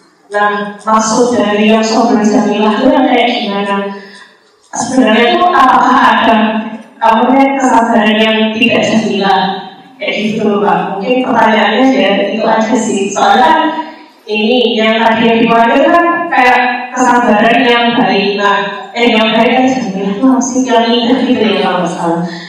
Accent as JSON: {"language": "Indonesian", "town": "Surakarta", "region": "Central Java", "country": "Indonesia", "moved": "yes", "lives_now": "Yogyakarta, Indonesia", "said": "Kalau asalnya saya dari Solo, tapi ini sih udah menetap di Jogja selama 5 tahun sejak tahun 2017."}